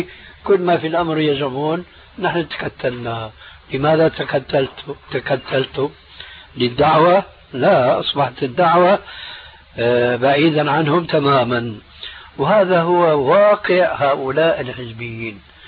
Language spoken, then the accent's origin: Arabic; Syria; يقولون عندنا في سوريا عزيز بدون قيام